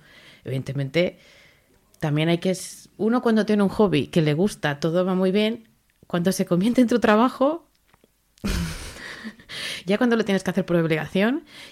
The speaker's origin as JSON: {"language": "Spanish", "region": "Aragon", "country": "Spain", "said": "mi familia y yo somos de las Tierras del Ebre, del lado de Aragón. Con lo cual hablábamos el mismo catalán sonando igual."}